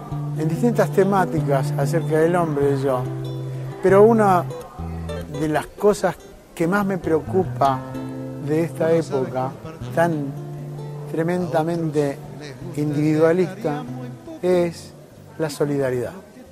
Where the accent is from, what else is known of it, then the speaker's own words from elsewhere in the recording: Argentina; soy un músico argentino